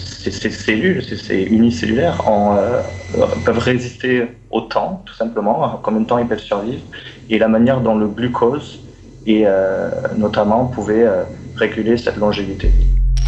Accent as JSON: {"language": "French", "country": "France", "said": "je suis français."}